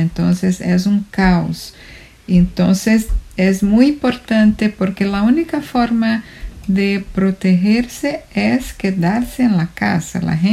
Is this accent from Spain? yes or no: no; Brazil; Spanish is a second language; now in New York, United States; Yo soy brasileña y vivo en Queens, en Nueva York.